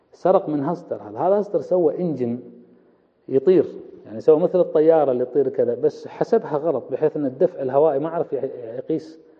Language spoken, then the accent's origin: Arabic; Kuwait; إحنا عندنا بالكويت المرأة العربية، المرأة الكويتية كذا، تتكلم كثير بس ما تطلب.